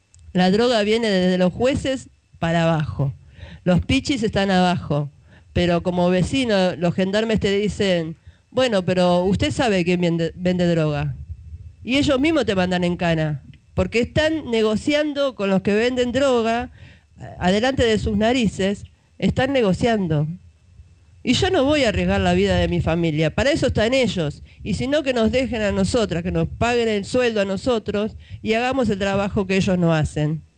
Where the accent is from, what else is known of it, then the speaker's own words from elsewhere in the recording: Buenos Aires, Argentina; Pero yo lo vivo en Zabaleta. Yo soy de Zabaleta y lo veo.